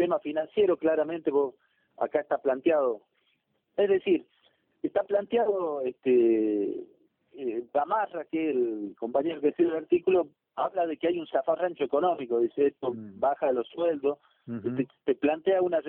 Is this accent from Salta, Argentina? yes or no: yes; Salta, Argentina; Yo soy de Salta